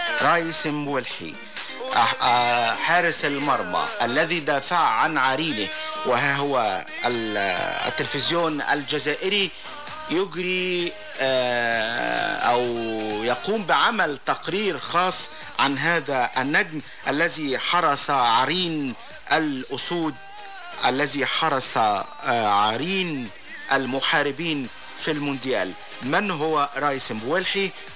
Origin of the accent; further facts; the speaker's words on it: Egypt; تحية تقدير وإعزاز بي كمصري